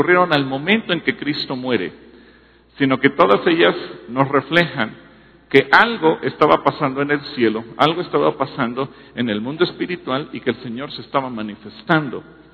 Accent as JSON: {"language": "Spanish", "country": "Mexico", "said": "Usted y yo, como buenos mexicanos y con una mentalidad occidental"}